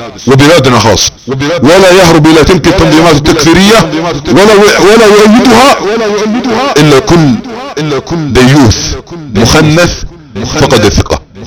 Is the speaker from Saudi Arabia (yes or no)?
yes; Saudi Arabia; انا سعودي عاقل، عندي كيان ووطن